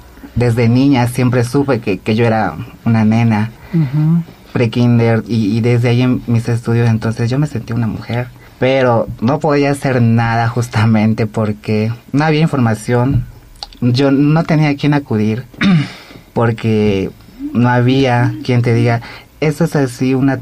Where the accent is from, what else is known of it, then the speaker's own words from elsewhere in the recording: Santa Cruz, Bolivia; also born or lived in Beni; nací en el Beni, pero me crié en Santa Cruz desde mis 5 años, prácticamente toda mi vida. Tengo 26 años, soy modelo, actualmente soy Miss Santa Cruz Transsexual y Miss Bolivia Universo Transsexual.